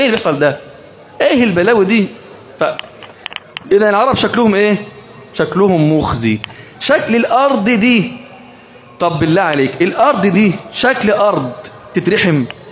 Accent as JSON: {"language": "Arabic", "country": "Egypt", "said": "طب ليه مش في مصر؟ عندنا في مصر النيل، صح ولا ايه؟"}